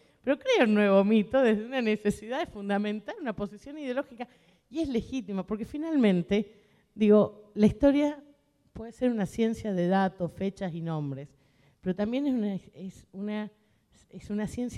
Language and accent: Spanish; San Juan, Argentina; Sigo repitiendo, yo soy sanjuanina